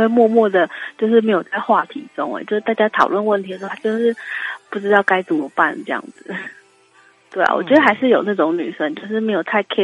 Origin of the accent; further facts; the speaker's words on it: Taiwan; 所以我们是台湾人